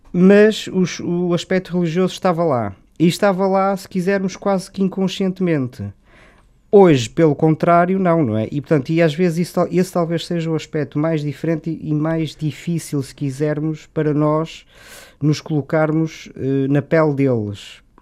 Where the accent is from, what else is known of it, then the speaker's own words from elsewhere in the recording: Porto, Portugal; born there; eu sou natural bom, nasci no Porto, mas a minha família é de Guimarães, portanto posso dizer que também sou de Guimarães